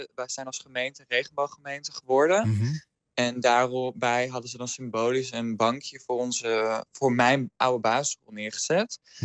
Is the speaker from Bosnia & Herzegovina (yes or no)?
no; Friesland, Netherlands; Dus dat is het wat ik zelf als Fries in Kollum heb ervaren.